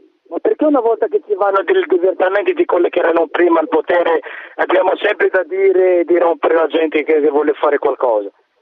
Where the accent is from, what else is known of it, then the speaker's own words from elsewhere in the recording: Morocco; Italian is a second language; No, sono del Marocco, io sono del Marocco.